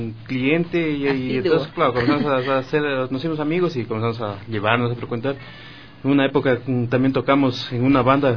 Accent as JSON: {"language": "Spanish", "region": "Loja", "country": "Ecuador", "said": "bueno, soy de Loja."}